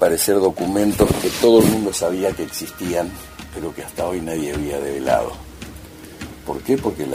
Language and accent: Spanish; Argentina; Como tantos argentinos, me creía intocable.